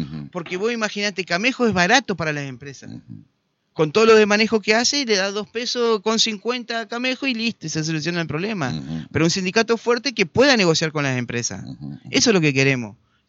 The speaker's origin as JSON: {"language": "Spanish", "town": "Concordia", "region": "Entre Ríos", "country": "Argentina", "said": "No, pero la gente sabe, somos de Concordia."}